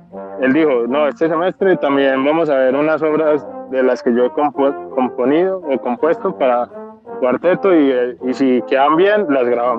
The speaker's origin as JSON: {"language": "Spanish", "town": "Andes", "region": "Antioquia", "country": "Colombia", "tie": "born or raised there", "said": "Yo soy de Andes, pues soy criado en Andes."}